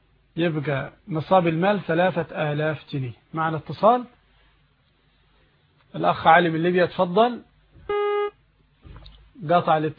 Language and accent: Arabic; Egypt; لكن تقريبا عندنا في مصر الآن بـ150 تقريبا